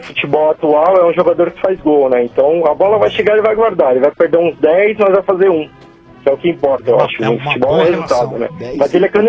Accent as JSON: {"language": "Portuguese", "region": "São Paulo", "country": "Brazil", "said": "Eu sou da Barra Funda aqui."}